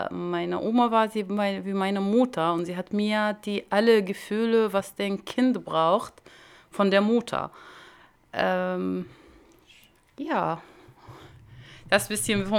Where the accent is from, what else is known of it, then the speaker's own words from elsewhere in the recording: Damascus, Damascus Governorate, Syria; German is a second language; Also ich bin im Damaskus im Syrien aufgewachsen bin. Ich bin Palästinenserin, also aber im Syrien geboren. Ja, ich bin im Damaskus in eine, ja, so eine kleine Stadt, kann ich sagen, heißt Mukhayam al-Yarmouk.